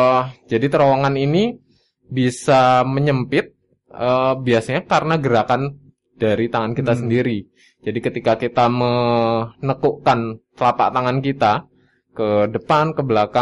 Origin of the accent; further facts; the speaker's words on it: Bogor, West Java, Indonesia; now in Sleman, Indonesia; Saya aslinya Bogor.